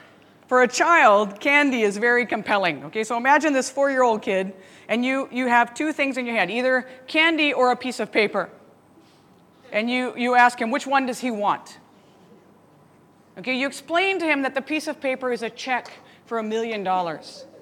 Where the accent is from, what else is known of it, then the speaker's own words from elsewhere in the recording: United States; he had asked me where I was from. I told him I was from America and where.